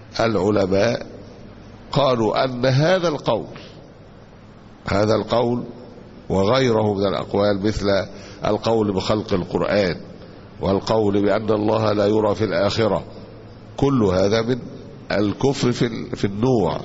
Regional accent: Egypt; عندنا في مصر هنا ممكن يكون طبعا في بلاد تانية ما يعرفوش

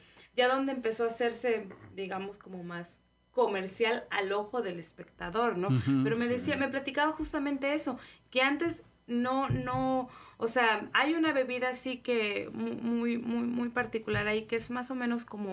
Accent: Oaxaca, Mexico; pues yo soy del Istmo.

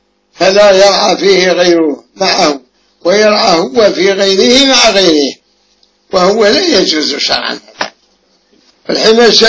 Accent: Egypt; الالتزام المعروف عندنا في مصر وغيرها

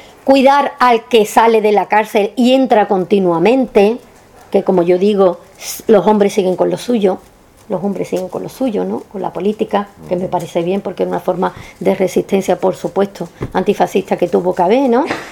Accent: Carmona, Andalusia, Spain; Yo tuve la suerte, sabéis que soy de Carmona

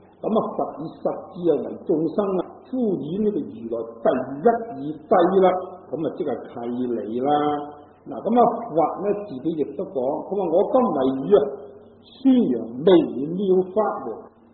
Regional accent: Guangdong, China; 就算我哋广东人嚟讲咧，咁啊，亦都有好多嗰啲鄉音咧唔同嘅

